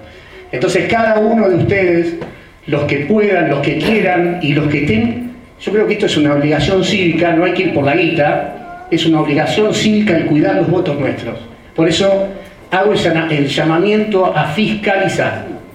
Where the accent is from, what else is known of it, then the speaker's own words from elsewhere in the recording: Cañuelas, Buenos Aires Province, Argentina; que somos de Cañuelas